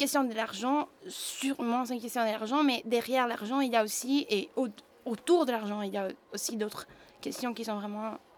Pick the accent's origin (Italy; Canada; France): Italy; moved away as an adult; moi je viens de l'Italie, je suis venue en Europe.